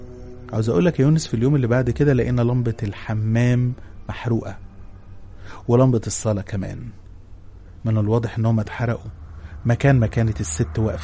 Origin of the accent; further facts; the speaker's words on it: Upper Egypt, Egypt; انا من الصعيد، واللي من الصعيد هيعرف كويس ويفهم كلامي.